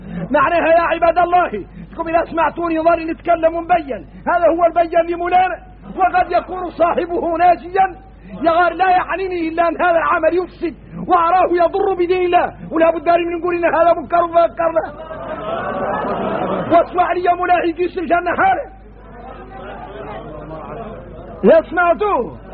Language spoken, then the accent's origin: Arabic; Mauritania; احنا موريتاني بينا شدة تجهل الواحد منا